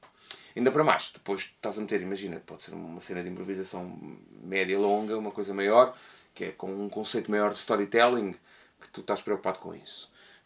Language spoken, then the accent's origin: Portuguese; Lisbon, Portugal; e eu incluo-me a mim como lisboeta